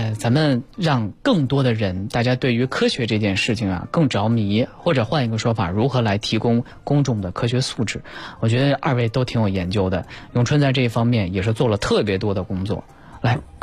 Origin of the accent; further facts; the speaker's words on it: Lanzhou, Gansu, China; 你这个像我老家兰州肯定就听不见